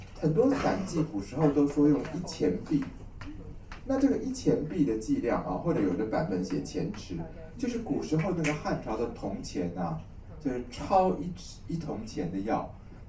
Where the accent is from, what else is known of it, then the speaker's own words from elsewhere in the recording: Taiwan; 我们台湾人说的忧郁症就是什么事都不想做，只想在家里面待在里面睡觉